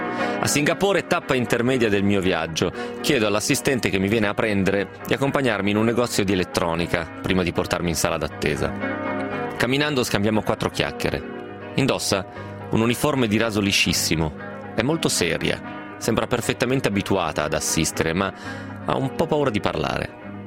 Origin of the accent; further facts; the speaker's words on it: Rome, Lazio, Italy; qualcuno mi chiede se frequento il Papa, dato che dico che vengo da Roma.